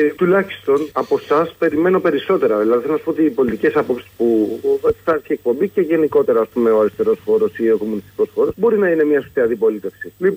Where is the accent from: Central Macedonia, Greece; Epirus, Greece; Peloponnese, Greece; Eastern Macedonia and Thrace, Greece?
Peloponnese, Greece; Εγώ είμαι από την Αρκαδία, δεν βγάζει εφοπλιστές η Αρκαδία.